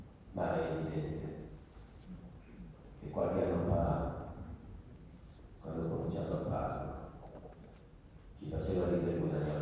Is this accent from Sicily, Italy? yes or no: no; Veneto, Italy; È vero che vengo dalla valle del Piave, ma non da lontanone